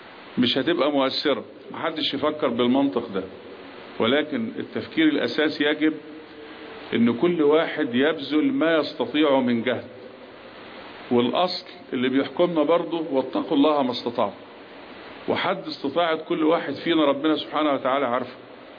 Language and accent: Arabic; Egypt; إحنا بنسترد كمصريين جزء من إرادتنا